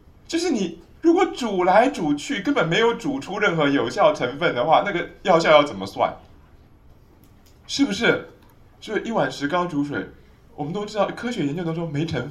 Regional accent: China; 再加上我们中国人的身体观本身就是在看一个看不见的身体

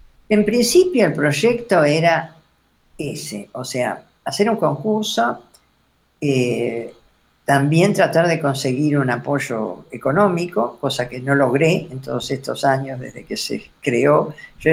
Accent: Mar del Plata, Buenos Aires Province, Argentina; yo soy de Mar del Plata, y es una ciudad pequeña, ahora ya no es tan pequeña, pero en ese momento era una ciudad pequeña, no había dónde estudiar

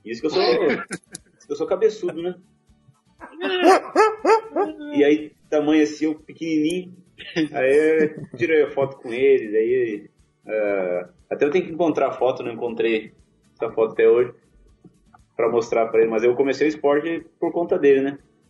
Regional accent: Bagé, Rio Grande do Sul, Brazil; born there; mas eu nasci em Bagé, muito orgulho de ser bagense, mas...

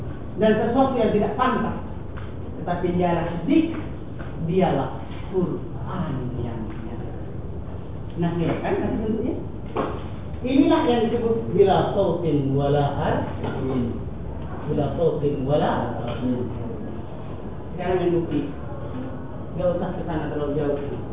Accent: East Java, Indonesia; Hanya saja ditugaskan masuk ke dalam tubuh orang Madura berbahasa Madura saja. Udah pake Madura. Madura tubuh saya ini Madura.

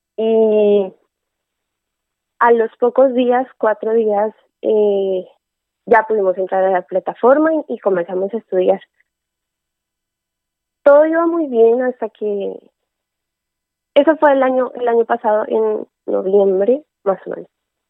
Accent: Colombia; moved away as an adult; now in Crevillent, Spain; Yo soy colombiana. Llegué no hace mucho aquí a España para continuar con mis estudios y buscando cerca a donde yo estoy actualmente, que es en Crevillentes.

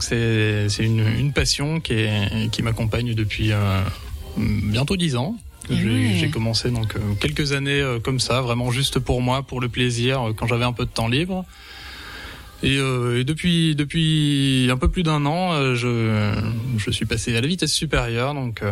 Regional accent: Grand Est, France; born there; Je suis né dans les Vosges, donc depuis un an. Je suis né sur les hauts des Vosges, au Boson, dans les Vosges saunoises, juste au-dessus de rue sur Moselle. Et depuis un an, j'habite à rue, donc à Sceaux.

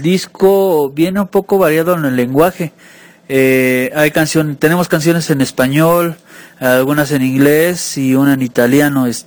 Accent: Puebla, Mexico; somos de originarios de Puebla

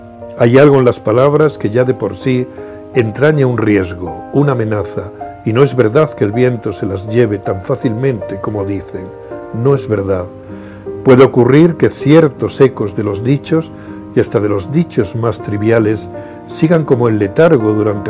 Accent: Extremadura, Spain; En mi infancia, en la Extremadura de los años 50, su mundo no tiene nada que ver con el de hoy. No teníamos luz eléctrica, no teníamos agua corriente.

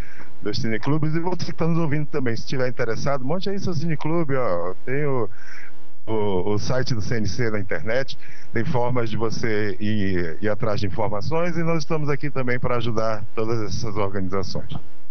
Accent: Belém, Pará, Brazil; born there; nasci em Belém do Pará. Já vivi em vários lugares do mundo, mas agora estou vivendo na minha terra natal de novo.

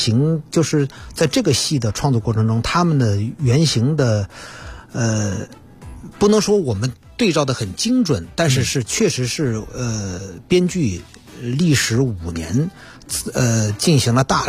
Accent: China

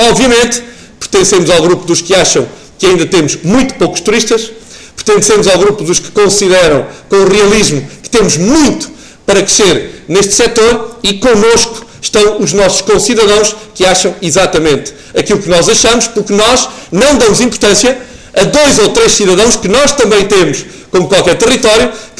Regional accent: Portugal; como portugueses que somos, povo do mais belo do mundo

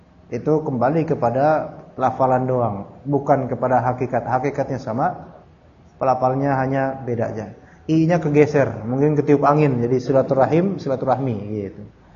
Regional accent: Jakarta, Indonesia; Saya orang mana sih ya? Jakarta, Betawi, Sunda, Jawa juga.

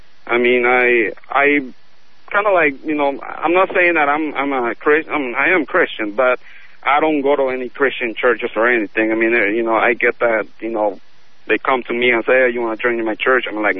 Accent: Chile; now in United States; I'm from South America. I'm from Chile. Beautiful country. Both of my parents, Catholics, grew up in the Catholic Church. I was baptized, and I had my first communion, but I was never confirmed. So, and then I came to the U.S.

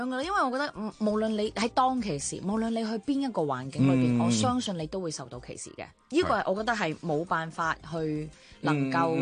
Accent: Chaozhou, Guangdong, China; 我唔單止咁，我係潮州人，隔啲楞啊！

